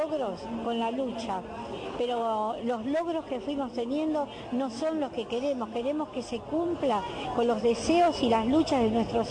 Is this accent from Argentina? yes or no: yes; Argentina; Como argentina me da vergüenza